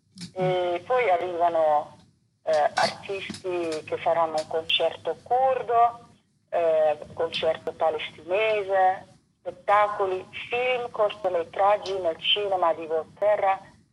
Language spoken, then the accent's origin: Italian; Netherlands; Io vengo da una lunga storia, sono olandese, ho fatto tutta altre cose